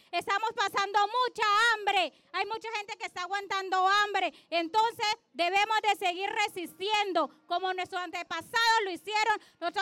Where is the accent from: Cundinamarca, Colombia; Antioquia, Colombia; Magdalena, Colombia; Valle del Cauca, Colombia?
Valle del Cauca, Colombia; Cali; esta causa tan dura que estamos pasando en nuestra ciudad de Cali.